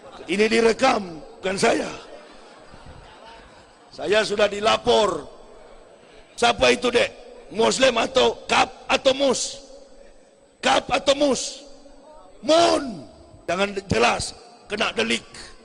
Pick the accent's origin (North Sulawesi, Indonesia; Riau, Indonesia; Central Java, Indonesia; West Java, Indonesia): North Sulawesi, Indonesia; Manado; Kampung saya di Manado